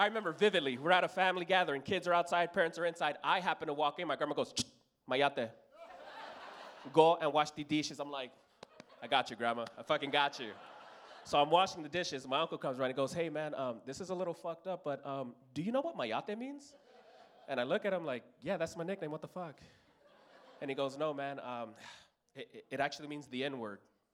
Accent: Los Angeles, California, United States; And it was weird growing up in East LA, very weird, because I'm the first black kid born into my mother's family.

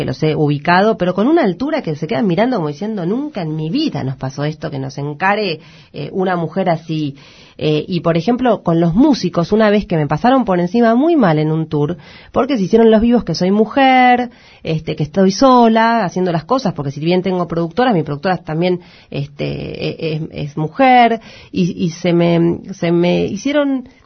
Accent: La Boca, Buenos Aires, Argentina; yo soy de La Boca, me crié en La Boca

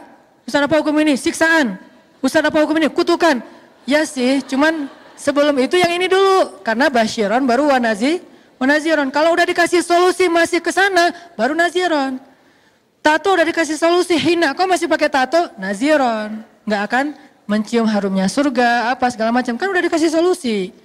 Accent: Aceh, Indonesia; moved away; also born or lived in Egypt; Tsunami di kampung saya di Aceh dulu. Alhamdulillah, sejak saya pergi ke Mesir

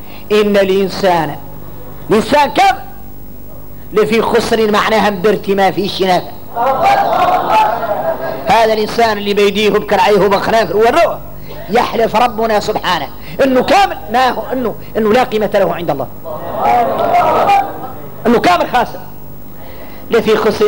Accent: Mauritania; إحنا موريتاني

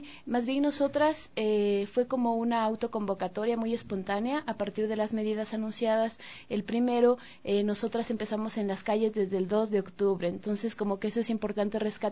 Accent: Ibarra, Imbabura, Ecuador; en Quito no solo viven quiteños, yo soy de Ibarra y la mayor, bueno, muchas personas que estábamos dentro de la Floresta éramos de otras provincias también

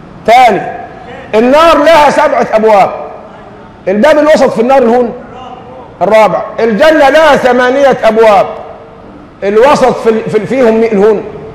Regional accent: Egypt; هذه ظاهره يعني بتخزينا كمصريين

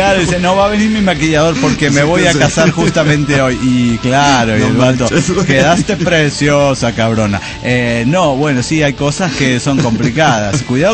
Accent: Querétaro, Mexico; salimos de Querétaro un sábado en la madrugada

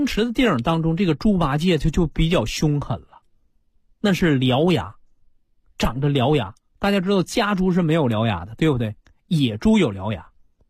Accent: China

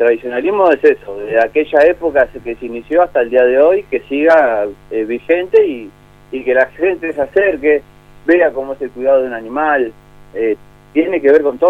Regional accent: Berazategui, Buenos Aires Province, Argentina; Hay gente que viene de un poquito más lejos, de Citibel, nosotros somos de Brazategui.

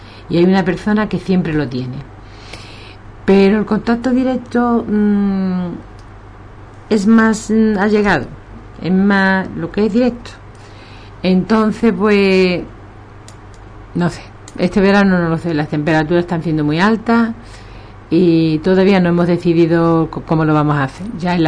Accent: Ubrique, Andalusia, Spain; nosotros somos de Ubrique y para Ubrique, nada más

